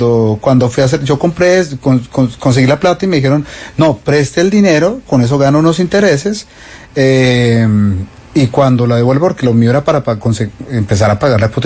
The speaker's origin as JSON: {"language": "Spanish", "town": "Cali", "region": "Valle del Cauca", "country": "Colombia", "tie": "born there", "said": "yo nací por accidente en Cali, mi mamá era de Andalucía, Valle, y me trajeron acá."}